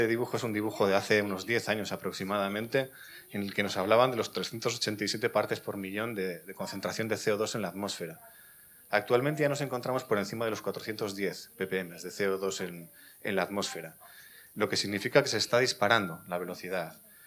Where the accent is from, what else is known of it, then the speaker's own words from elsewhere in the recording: Vitoria-Gasteiz, Basque Country, Spain; Yo vengo de Vitoria-Gasteiz, que es fue hace unos años la Green Capital Europea, un modelo para Europa